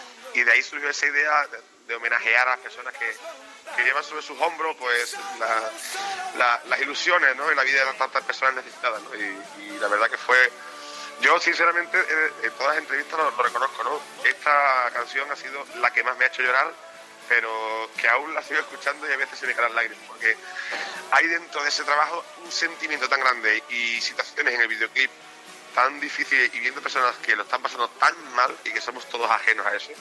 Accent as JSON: {"language": "Spanish", "town": "Seville", "region": "Andalusia", "country": "Spain", "said": "aunque yo sé que soy sevillano y desde pequeño son las bandas que a mí más me han llenado, porque es mi tierra"}